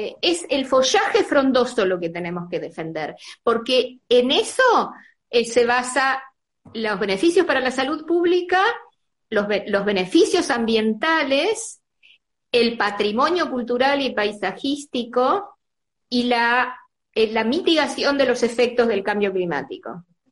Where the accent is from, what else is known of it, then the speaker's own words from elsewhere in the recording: Argentina; born there; A mí me tocó acá, porque bueno, es la ciudad donde yo nací, viví, salvo mi infancia y adolescencia